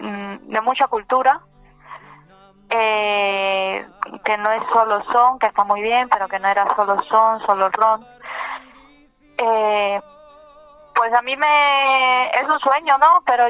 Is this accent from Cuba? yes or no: yes; Cuba; moved away; Yo cuando regreso a Cuba soy tratada como extranjera, pero no por el Estado y el gobierno